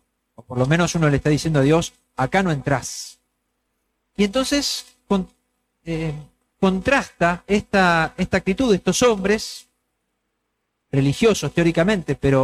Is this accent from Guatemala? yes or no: no; Argentina; a nosotros los argentinos más todavía, porque todos sabemos que somos un pueblo frágil